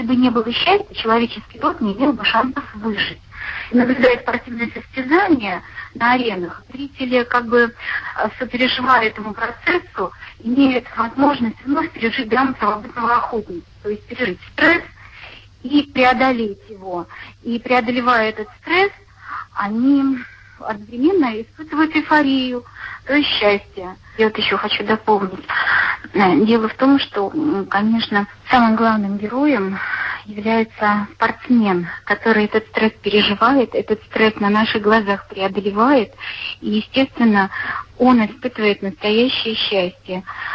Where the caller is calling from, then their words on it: Nizhny Novgorod, Nizhny Novgorod Oblast, Russia; Здравствуйте, я звоню из Нижнего Новгорода.